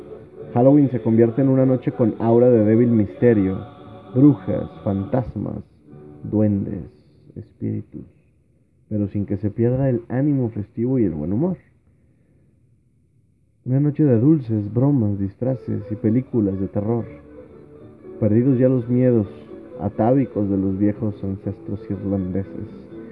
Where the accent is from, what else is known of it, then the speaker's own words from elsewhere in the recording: Mexico; Esa es nuestra cultura como mexicanos.